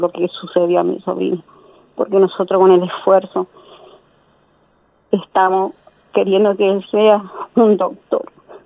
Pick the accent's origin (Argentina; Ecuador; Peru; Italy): Argentina; Resistencia, Chaco; Nosotros somos de Resistencia, de Chaco.